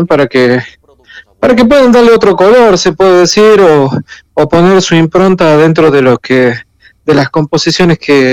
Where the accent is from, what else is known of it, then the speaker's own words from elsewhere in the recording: Salta, Argentina; soy músico argentino de la provincia de Salta, del norte de Argentina.